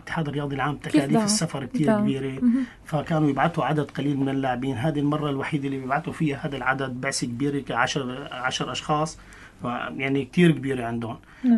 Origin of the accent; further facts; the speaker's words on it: Syria; الجمهور الموجود بالصاله كله صار يزقف لنا كسوريين